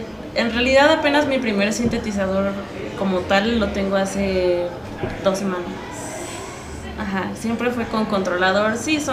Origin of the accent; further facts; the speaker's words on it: Tlaxcala, Mexico; yo soy de Tlaxcala y él también